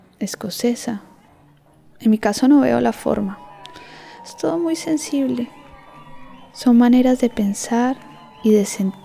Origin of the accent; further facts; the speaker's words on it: Manresa, Catalonia, Spain; Tengo una relación muy larga con el Poblenou. Aunque me crié en Manresa, siempre venía aquí de chiquito. Vivía un barrio obrero, muy de barrio, con su parte industrial.